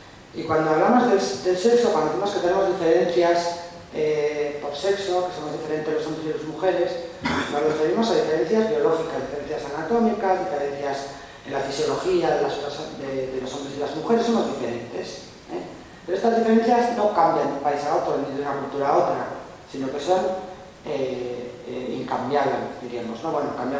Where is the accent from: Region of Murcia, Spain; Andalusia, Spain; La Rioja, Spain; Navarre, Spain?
Navarre, Spain; soy de Navarra, trabajo en Vitoria, pero vivo más en Navarra que en Vitoria